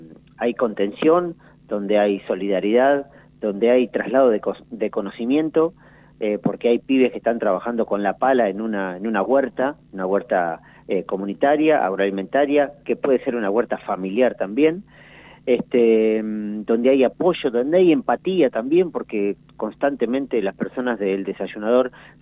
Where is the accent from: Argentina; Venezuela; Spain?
Argentina; La Pampa; la situación social que estamos viviendo como pampeanos, como pampeanas, como argentinos